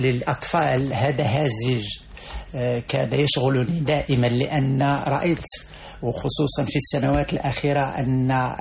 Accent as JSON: {"language": "Arabic", "country": "Morocco", "tie": "born or raised there", "said": "وبحكم كوني أنني ابن البادية، أنا ابن الجنوب المغربي وابن واحة"}